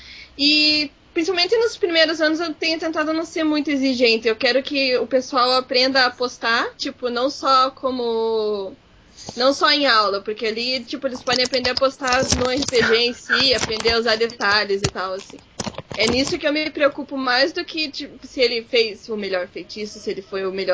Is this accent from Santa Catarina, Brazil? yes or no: no; Curitiba, Paraná, Brazil; Não, sério, gente, eu sou de Curitiba. Em Curitiba não tem carnaval.